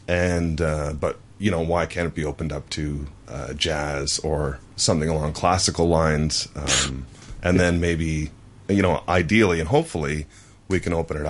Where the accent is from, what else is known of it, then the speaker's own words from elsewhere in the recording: Canada; I'm Canadian